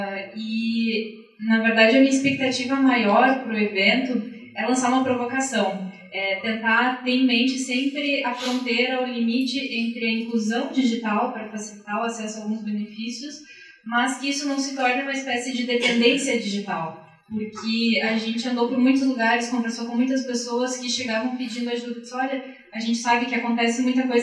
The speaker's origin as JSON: {"language": "Portuguese", "town": "Porto Alegre", "region": "Rio Grande do Sul", "country": "Brazil", "said": "também sou do Grande do Sul, de Porto Alegre."}